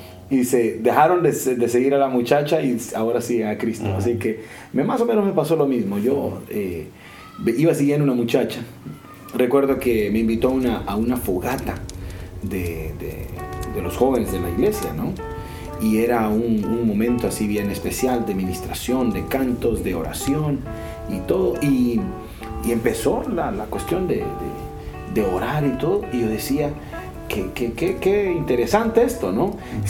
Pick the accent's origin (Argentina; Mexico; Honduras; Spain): Honduras; San Pedro Sula, Cortés; born there; Nací en San Pedro Sula. Vengo de una familia con un trasfondo bastante religioso, voy a decir.